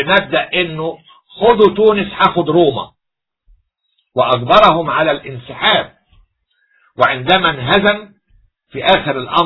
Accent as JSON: {"language": "Arabic", "country": "Egypt", "said": "كل شيء عندنا في مصر نحن الأوائل فيه"}